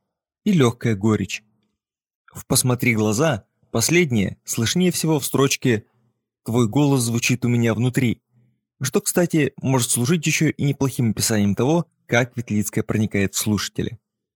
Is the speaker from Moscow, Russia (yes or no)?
no; Novosibirsk, Novosibirsk Oblast, Russia; Я из Новосибирска. Это там, где иногда бывает холодно. И там я начал заниматься музыкой.